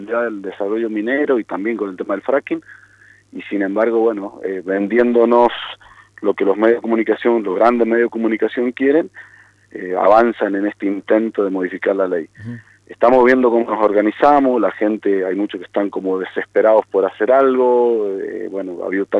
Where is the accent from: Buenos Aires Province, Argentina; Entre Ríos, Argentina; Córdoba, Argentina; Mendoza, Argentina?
Mendoza, Argentina; San Carlos; Yo no creo que mi pueblo, yo soy de San Carlos, ¿no?